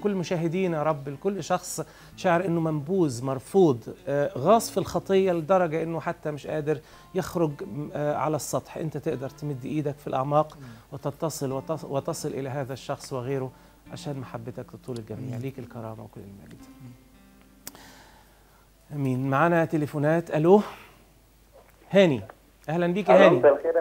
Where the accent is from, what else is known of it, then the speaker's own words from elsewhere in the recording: Sohag Governorate, Egypt; بس انا اكتر صعدانه منك، انا من سوهاج بس.